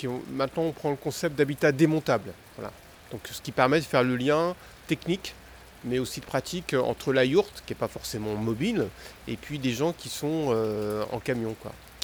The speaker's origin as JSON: {"language": "French", "town": "Le Havre", "region": "Normandy", "country": "France", "said": "Oui, moi je suis du Havre, enfin, donc la ville qui est à côté."}